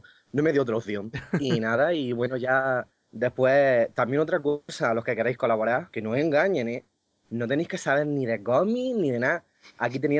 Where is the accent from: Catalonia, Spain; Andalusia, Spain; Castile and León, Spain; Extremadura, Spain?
Andalusia, Spain; Almería; Tengo 22 años, soy de Almería, muy friki.